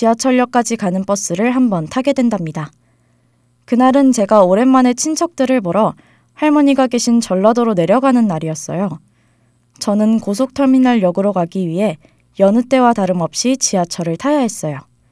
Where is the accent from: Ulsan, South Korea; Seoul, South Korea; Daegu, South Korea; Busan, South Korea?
Seoul, South Korea; 저는 서울에서 태어나 쭉 살아온 한양대학교 학생이에요.